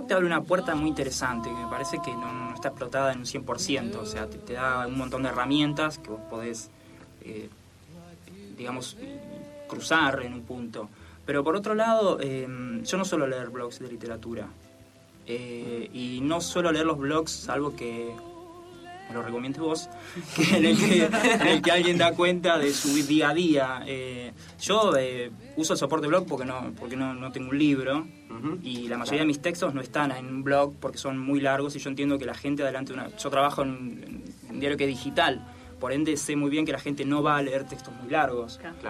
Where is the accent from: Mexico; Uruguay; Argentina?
Argentina; Trenque Lauquen, Buenos Aires Province; me volví a mi pueblo, yo soy de Trenquelauquen